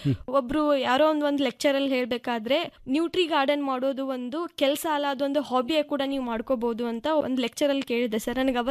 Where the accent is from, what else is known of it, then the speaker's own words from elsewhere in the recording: Hipparagi, Karnataka, India; ನಾನು ಹುಟ್ಟಿ ಬೆಳೆದಿದ್ದು ಹಿಪ್ಪರಿಗೆ ಎಂಬ ಪುಟ್ಟ ಗ್ರಾಮ, ಜಮಖಂಡಿ ತಾಲೂಕು, ಬಾಗಲಕೋಟೆ ಜಿಲ್ಲೆಯಲ್ಲಿದೆ ಸರ್. ಗ್ರಾಮ ಕೃಷ್ಣಾ ನದಿ ದಂಡೆಯಲ್ಲಿದೆ.